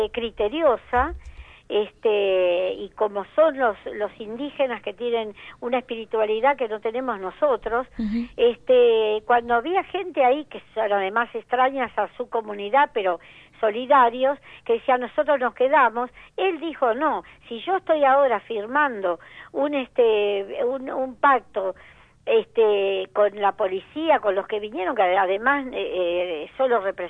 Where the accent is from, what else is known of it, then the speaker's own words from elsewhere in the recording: Argentina; a mí como argentina me da vergüenza